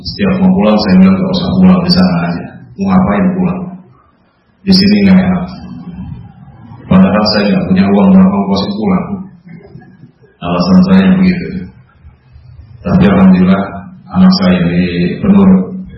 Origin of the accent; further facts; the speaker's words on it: Jakarta, Indonesia; born there; lahir di Jakarta 28 Mei tahun 60. Jadi sekarang baru 56, mau 57.